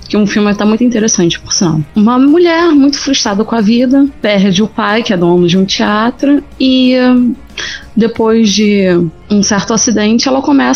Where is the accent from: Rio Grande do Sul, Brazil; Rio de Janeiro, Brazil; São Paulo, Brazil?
Rio de Janeiro, Brazil; Seropédica; Bom, eu venho do Serohel, Seropédica, pra quem não conhece.